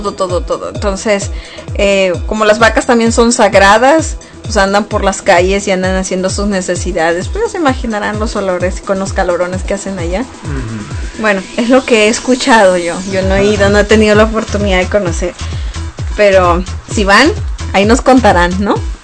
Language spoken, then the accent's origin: Spanish; Mexico; obviamente los tres somos mexicanos y conocemos de la cultura mexicana